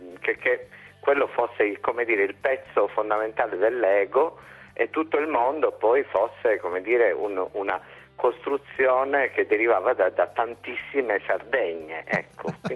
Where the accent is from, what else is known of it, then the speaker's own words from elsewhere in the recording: Nuoro, Sardinia, Italy; born there; Io sono nato a Nuoro, sì.